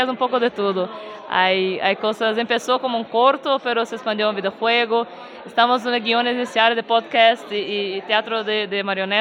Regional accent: Minas Gerais, Brazil; Spanish is a second language; moved away; Que en la naturaleza de Minas Gerais, mi pueblo, son enemigos. Pero como yo y mi hermana crecimos juntas

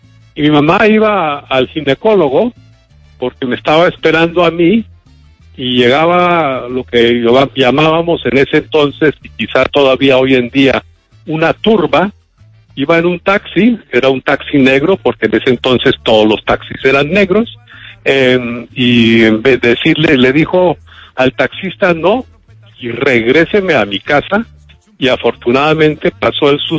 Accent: Bogotá, Colombia; born there; Efectivamente, yo nací en Bogotá en 1948.

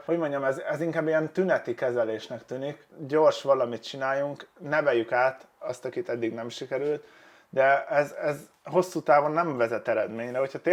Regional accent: Hungary; mert én nem gondolom, hogy én attól jobb vagy rosszabb lennék, hogy magyar vagyok. Egyszerűen ide születtem, és ez van.

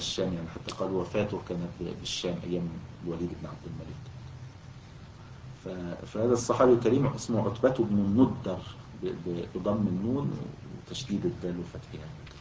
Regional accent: Egypt; ويعني كان موجودا عندنا في مصر الوقت قريب يعني في القرى

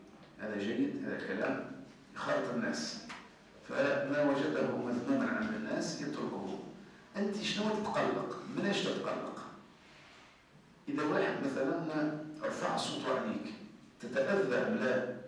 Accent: Tunisia; يعني مثلا عندنا نحن تونسي قديم يقول لك

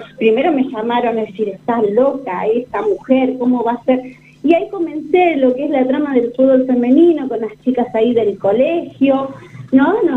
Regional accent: General Pico, La Pampa, Argentina; also born or lived in Bahía Blanca / Buenos Aires; now in Santa Rosa, Argentina; yo nací en Bahía Blanca, mi infancia la hice en General Pico, y bueno, después estuve con mis padres tanto como en Buenos Aires y vinimos nuevamente para Santa Rosa, donde, bueno, acá hicimos pie y nos quedamos.

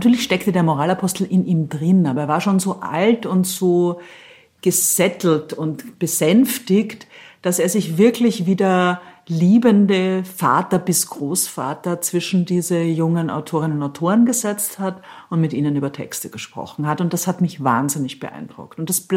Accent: Austria; now in Berlin, Germany; Ich bin ja Österreicherin und ich war ja erst 6 Jahre in Deutschland. Ich bin 99 gekommen und für mich war das alles letztlich eine fremde Welt.

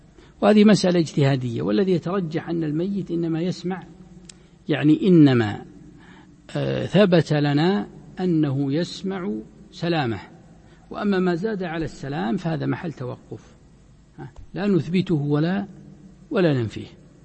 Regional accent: Najd, Saudi Arabia; هذا ما يزال موجود عندنا في نجد وما حوله

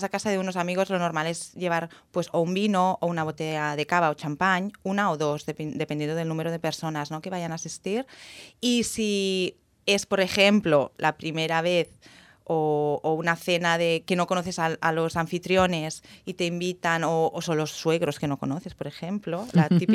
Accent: Catalonia, Spain; Yo digo cava también porque como soy catalana, pues a mí el cava me gusta.

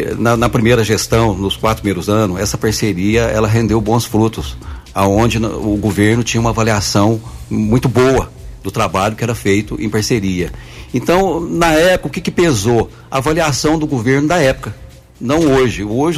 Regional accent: Guaranésia, Minas Gerais, Brazil; eu sou um guaranesiano nato, nascido e criado em Guaranésia, vivi na área rural, vivi o dia a dia dos guaranesianos

